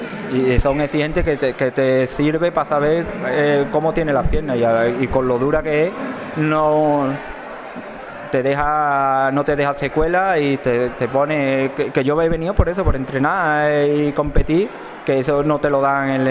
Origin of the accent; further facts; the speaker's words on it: Arahal, Andalusia, Spain; Y después tuve que volver a España y corrí la de mi pueblo, que yo soy, como bien ha dicho, de Araal